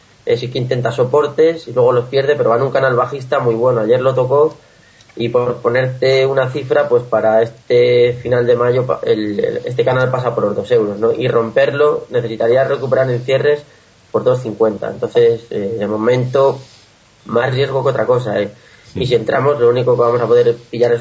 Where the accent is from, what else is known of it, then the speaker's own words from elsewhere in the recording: Castilla-La Mancha, Spain; soy de Castilla-La Mancha